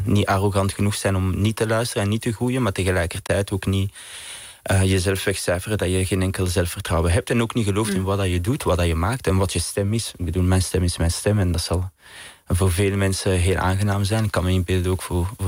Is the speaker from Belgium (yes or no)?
yes; Vilvoorde, Flanders, Belgium; ik ben van Vilvoorde naast Brussel.